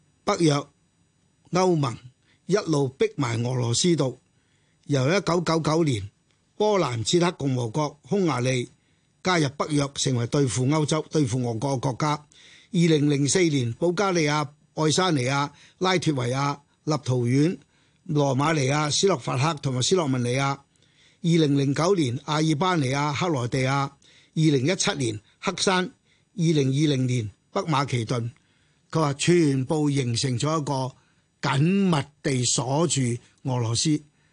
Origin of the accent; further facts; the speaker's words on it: Hong Kong; 我是一個香港人，呢幾十年從我64年前開始參與社會的活動